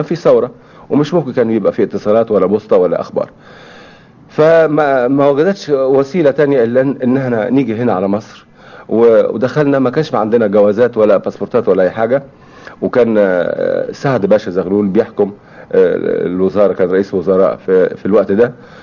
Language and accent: Arabic; As-Suwayda Governorate, Syria; ودخلوا في حرب مع الفرنسويين عشان يحرروا بلادنا سوريا وجبل الدروز